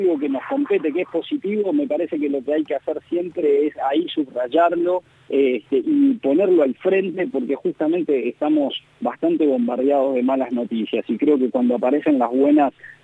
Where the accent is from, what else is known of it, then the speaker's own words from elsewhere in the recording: Argentina; ojalá que como argentinos y como una sociedad global cada vez nos interesemos por nuestro país